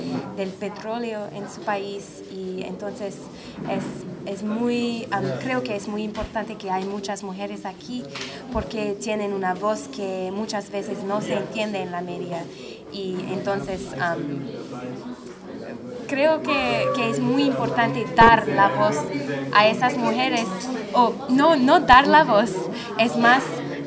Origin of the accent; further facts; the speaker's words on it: United States; Spanish is a second language; soy de los Estados Unidos, vivo en Nueva York. Y estoy aquí en Dakar, Senegal